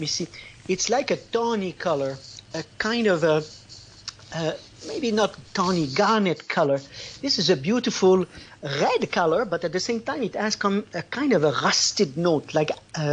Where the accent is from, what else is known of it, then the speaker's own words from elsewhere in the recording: Canada; born there; I'm Canadian by birth, but Italian by love. I married an Italian woman. I got the passport.